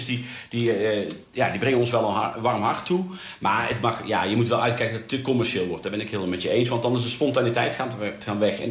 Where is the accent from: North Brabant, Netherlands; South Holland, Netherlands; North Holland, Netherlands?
North Brabant, Netherlands; want ik ben een Brabander en dat blijf je altijd.